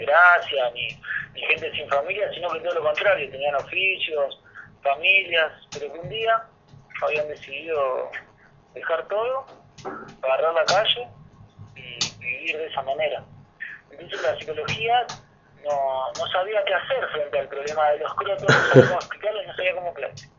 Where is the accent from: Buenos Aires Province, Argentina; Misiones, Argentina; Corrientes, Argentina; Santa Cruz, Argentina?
Santa Cruz, Argentina; Río Gallegos; moved away as an adult; Viví hasta los 18 años ahí. Y en Gallegos sí, hay muchos crotos y hay que... O sea, si acá hace frío, te imaginás en Río Gallegos, que queda mucho más al sur.